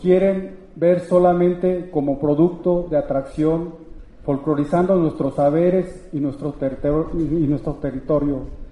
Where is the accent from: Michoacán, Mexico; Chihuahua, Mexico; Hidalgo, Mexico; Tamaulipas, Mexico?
Michoacán, Mexico; Uruapan; Yo vengo de Uruapan